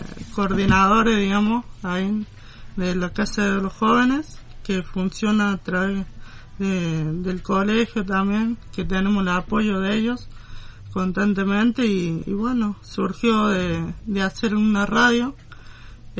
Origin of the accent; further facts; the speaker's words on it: Malvinas Argentinas, Argentina; vengo de Malvinas.